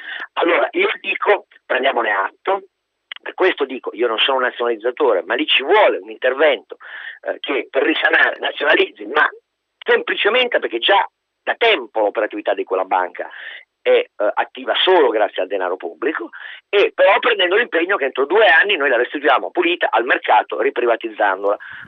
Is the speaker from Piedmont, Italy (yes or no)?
yes; Turin, Piedmont, Italy; io sono torinese